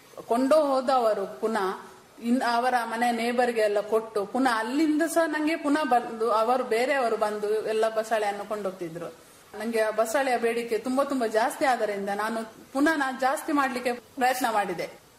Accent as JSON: {"language": "Kannada", "town": "Alape", "region": "Karnataka", "country": "India", "tie": "born or raised there", "said": "ಅದಕ್ಕೋಸ್ಕರ ನಾವು ಈಚೆ ನಮ್ಮ ಊರಿಗೆ, ನನ್ನ ತಾಯಿ ಮನೆ ಇಲ್ಲಿ ಅಳಪೆ, ಅಳಪೆಗೆ ನಾವು ಶಿಫ್ಟ್ ಆದೆವು."}